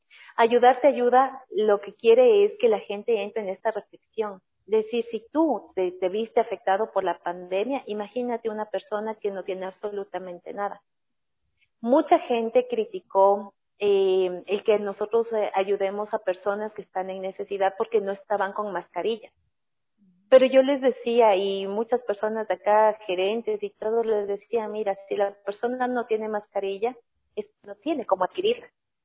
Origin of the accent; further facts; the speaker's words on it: Ecuador; Como país, la pandemia, nosotros como ecuatorianos realmente nos ha dejado grandes lecciones de vida.